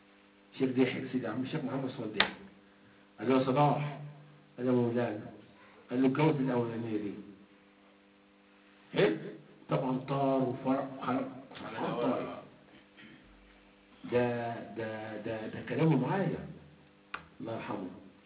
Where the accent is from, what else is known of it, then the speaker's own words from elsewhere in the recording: Egypt; يعني انا من مصر اهو